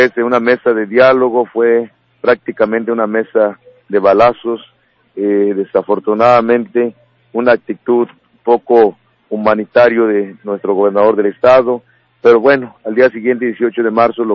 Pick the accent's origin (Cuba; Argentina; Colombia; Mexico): Mexico; Baja California; somos mexicanos. No venimos de otras galaxias, somos de aquí mismo. Si el presidente de la República dice México está en movimiento, también San Quintín, Baja California, es México.